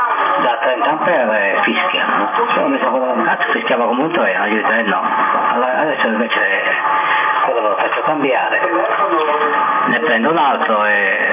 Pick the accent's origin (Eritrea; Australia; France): France; Corsica; sono francese, dalla Corsica.